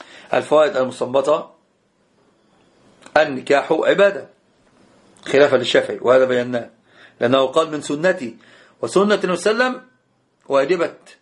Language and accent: Arabic; Egypt; يعني انت تذكرني او انت تذكريني بان انا مصري